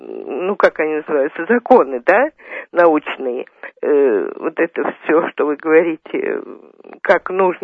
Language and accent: Russian; Moscow, Russia; Я из Москвы, да. 5 поколений.